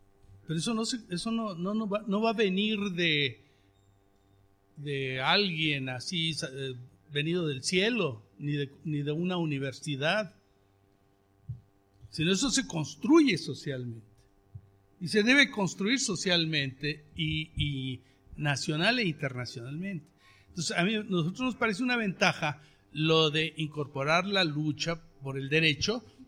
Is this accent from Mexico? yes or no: yes; Cherán, Michoacán, Mexico; Yo vengo del pueblo de Cherán, exactamente.